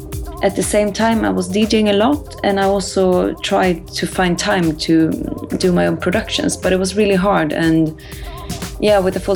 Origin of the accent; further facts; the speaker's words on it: Örebro, Örebro County, Sweden; moved away as an adult; also born or lived in Stockholm; now in Berlin, Delaware, United States; I'm from Sweden, originally from Örebro. I lived in Stockholm before I moved to Berlin like 5 years ago.